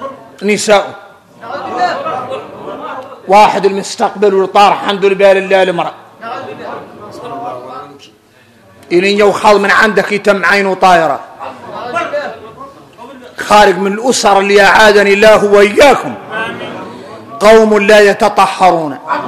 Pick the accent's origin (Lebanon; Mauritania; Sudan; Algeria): Mauritania; نحن موريتاني